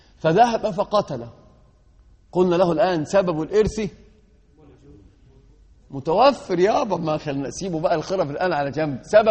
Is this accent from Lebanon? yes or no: no; Egypt; المثل عندنا في مصر يقولون الرجل من ساعة بينفخ في قربة مقطوعة